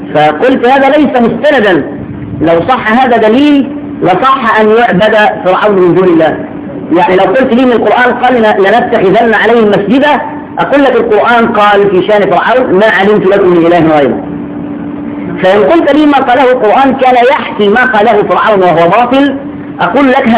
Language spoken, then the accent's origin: Arabic; Shubra, Cairo Governorate, Egypt; وعندنا في شبرا كنا زمان